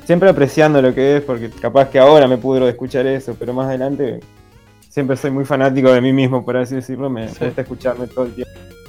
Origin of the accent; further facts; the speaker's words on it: Paraná, Entre Ríos, Argentina; Yo soy de Paraná, Entre Ríos, así que bueno.